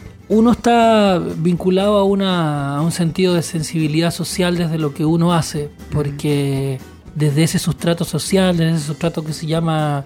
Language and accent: Spanish; Chile; lo que ha significado este fenómeno para nosotros como chilenos